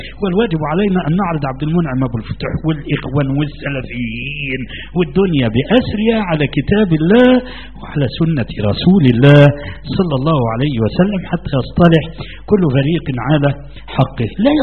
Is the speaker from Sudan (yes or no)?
no; Egypt; وأنا في مصر هنا، أنا لم أستورد من السعودية، أنا غير مستورد، لا أبدا، نشأت هنا وولدت هنا. انظر، وأنا مسلم قبل أن أكون مصريا، قبل أن أكون مصريا، وديني هو الإسلام.